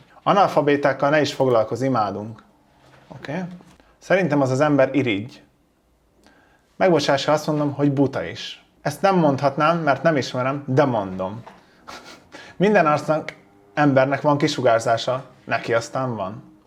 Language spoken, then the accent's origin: Hungarian; Hungary; Amúgy vidékről származom. Mindig belpestiznek, hogy látszik, hogy Pesten nőtt fel, meg minden. Olyan faluban nőttem fel, ahol kevesebb, mint 1000 ember lakik, szóval igen, vidéki vagyok